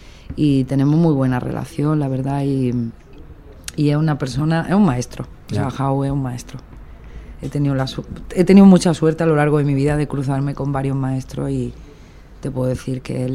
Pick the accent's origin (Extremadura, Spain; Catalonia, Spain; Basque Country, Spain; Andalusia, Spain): Andalusia, Spain; Granada; also born or lived in Alcalá la Real; Lo que pasa es que de pequeñita me fui a Granada y, vale, y bueno, pues se me relaciona con que vengo de Granada.